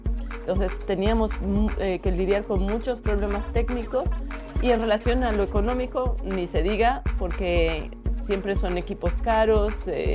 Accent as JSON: {"language": "Spanish", "country": "Bolivia", "said": "qué tipo de tecnología estábamos usando como artistas bolivianos"}